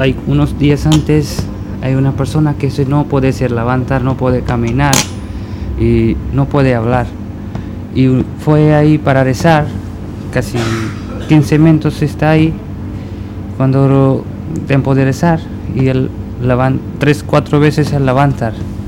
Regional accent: India; Spanish is a second language; Y en mi país se llama Hindi

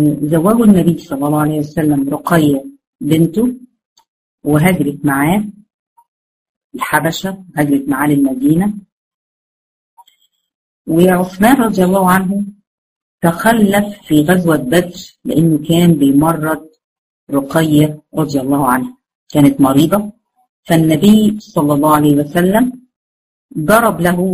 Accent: Egypt; accent: Egyptian; زي مثلا يعني انا مثلا لهجتي مصرية

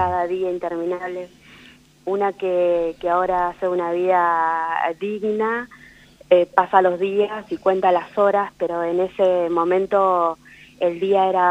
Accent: Comodoro Rivadavia, Chubut, Argentina; born there; Yo nací en Comodoro Rivadavia, provincia de Chubut.

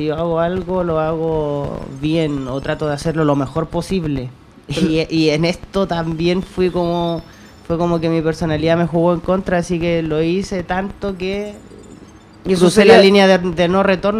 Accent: Tocopilla, Antofagasta, Chile; Mira, yo vengo del norte del país, de una ciudad de... Bueno, yo vengo de Tocopilla.

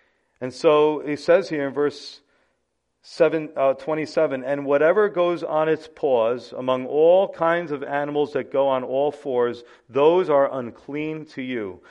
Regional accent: New York City, New York, United States; We had a lot of those in the Bronx when I lived there. No offense, we love our Bronx people. We're from the Bronx

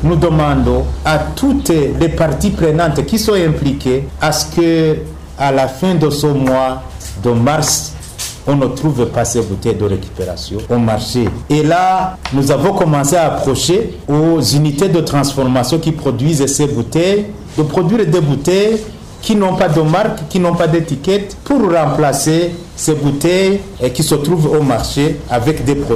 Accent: Burundi; Pourquoi ici chez nous au Burundi, on va les réutiliser encore?

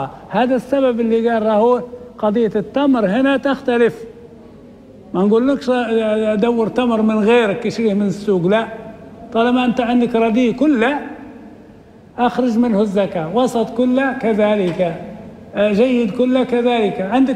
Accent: Libya; معروف عندنا في ليبيا هذا

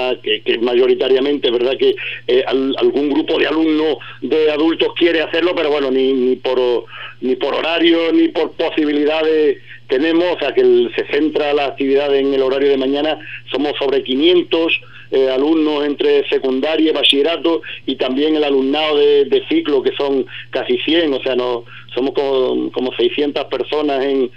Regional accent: Ubrique, Andalusia, Spain; somos gente de Ubrique, ya digo, el profesorado casi el 40% más somos ya de Ubrique

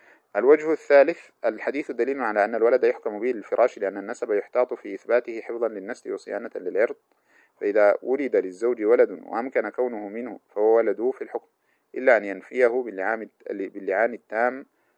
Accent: Sudan; والذي يقال له عندنا في السودان خطأ

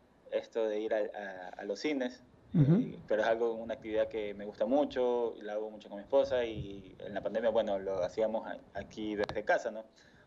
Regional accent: Guayaquil, Guayas, Ecuador; De la zona donde yo soy, que es de Guayaquil, guayaquileño que no come encebollado no es guayaquileño

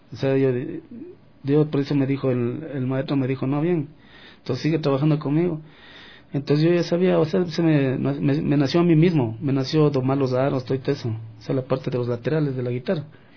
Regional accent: Quito, Pichincha, Ecuador; also born or lived in Carchi; Yo me crié aquí en Quito mismo.

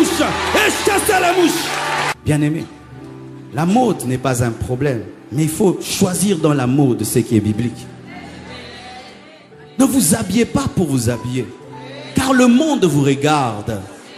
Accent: Kinshasa, DR Congo; Chez nous à Kinshasa, il y a un aliment qu'on appelle chikwang.

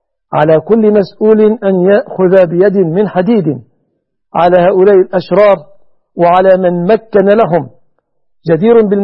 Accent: Egypt; وما فعله أرجاس أنجاس من رفع الأعلام التي تجوز فعل قوم لوط في بلادنا مصر أثمة ظلمة دخلاء على مصر

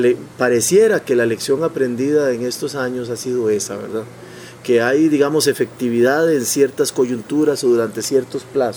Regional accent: Costa Rica; moved away; aquí hablo como costarricense, aunque vivo fuera desde hace años

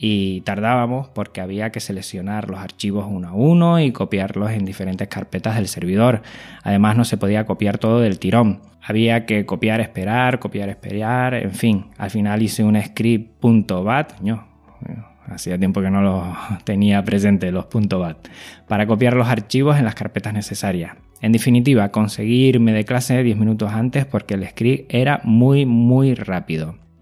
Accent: Canary Islands, Spain; soy canario y eso se nota.

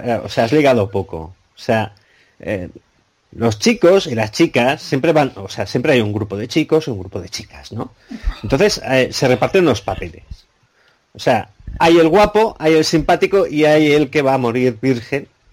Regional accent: Catalonia, Spain; si me lo permites, siendo yo catalán

